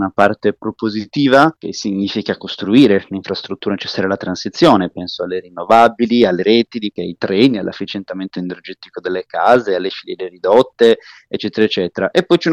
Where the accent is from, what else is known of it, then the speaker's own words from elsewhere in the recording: Sardinia, Italy; Io sono sardo, diciamo tutto il meridione e isole d'Italia sono ormai sistematicamente colpite dalla siccità